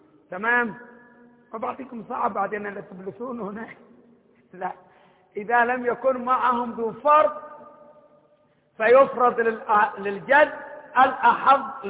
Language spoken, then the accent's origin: Arabic; Hadhramaut, Yemen; إحنا من حضرموت، حضرموت كمان خبامة الشمس قدها حق العشي